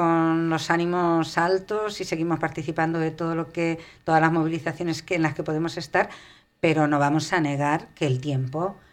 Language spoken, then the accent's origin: Spanish; Madrid, Community of Madrid, Spain; Somos de Vallecas, vivimos en Vallecas, trabajamos en Vallecas y los vecinos se han portado siempre muy bien.